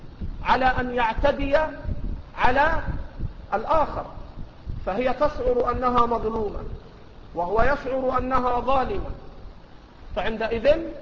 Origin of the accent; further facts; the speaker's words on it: Egypt; accent: Egyptian; ما تأخذه المرأة في لهجتنا المصرية اللي احنا بنسميها الشبكة